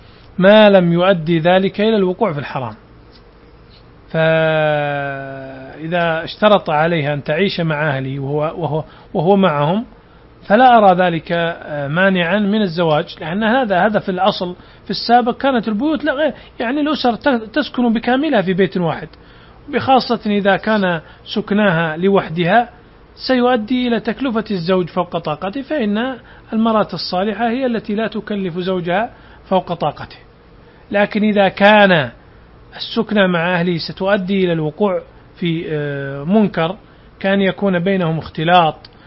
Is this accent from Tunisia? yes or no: no; Saudi Arabia; هذا النظام عندنا في السعودية